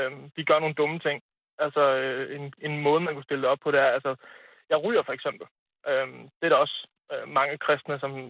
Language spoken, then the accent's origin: Danish; Hadsund, North Denmark Region, Denmark; now in Herning, Denmark; Jeg er flyttet til Herning. Jeg kommer oprindeligt fra Nordjylland.